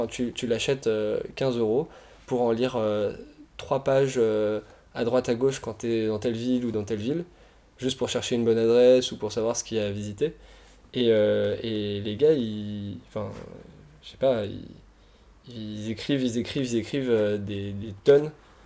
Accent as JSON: {"language": "French", "country": "France", "said": "Mais en tant que Français, on s'est pas fait embêter déjà"}